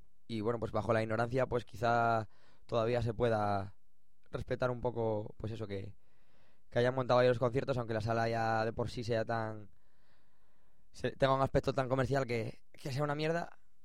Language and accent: Spanish; Avilés, Asturias, Spain; en Avilés, que es donde, de donde soy